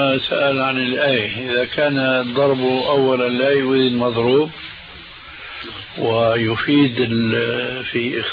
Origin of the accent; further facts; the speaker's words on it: Damascus, Damascus Governorate, Syria; هذه كانت تستعمل عندنا في دمشق،